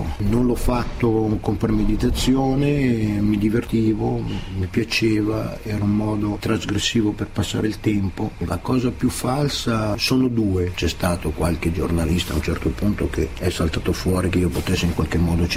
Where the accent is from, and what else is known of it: Milan, Lombardy, Italy; born there